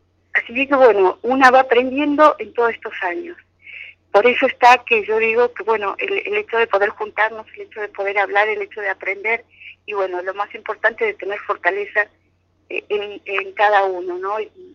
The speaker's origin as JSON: {"language": "Spanish", "country": "Argentina", "said": "Yo soy de Argentina y desde ese momento que nos encontramos empezamos a trabajar juntas."}